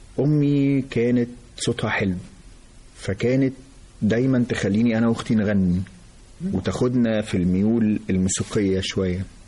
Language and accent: Arabic; Egypt; أنا أسرة مصرية متوسطة،